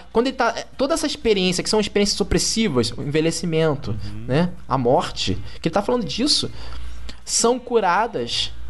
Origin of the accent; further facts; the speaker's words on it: Rio de Janeiro, Brazil; born there; Eu sou nascido em Padre Miguel, sabe? Aqui você tem duas escolas de samba.